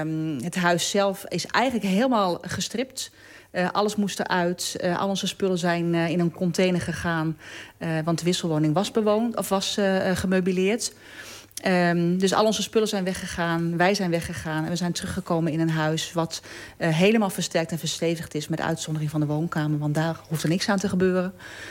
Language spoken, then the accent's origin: Dutch; Bedum, Groningen, Netherlands; now in Delfzijl, Netherlands; ik ben daar weer terug gaan wonen in 2007. Ik ben geboren in Delfzijl. Vertrokken toen ik een klein meisje was naar Bedum. Ook hier in de regio. En toen ik mijn man leerde kennen en wij ons wilden settelen, zijn we weer teruggegaan naar Delfzijl.